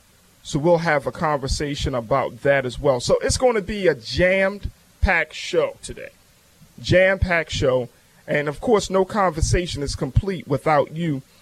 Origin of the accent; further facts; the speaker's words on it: Baltimore, Maryland, United States; And as I'm from Baltimore, this report speaks volumes about what has been going on with folks on the ground